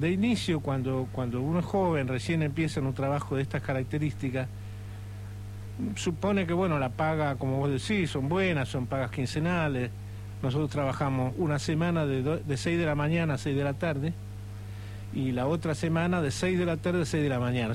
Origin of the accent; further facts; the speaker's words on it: San Fernando, Buenos Aires Province, Argentina; yo soy de San Fernando, nacido y criado aquí.